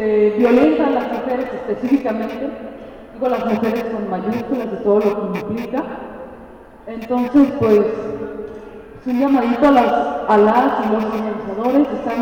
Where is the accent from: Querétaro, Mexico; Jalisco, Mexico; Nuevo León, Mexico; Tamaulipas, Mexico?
Jalisco, Mexico; Guadalajara; soy aquí de Guadalajara.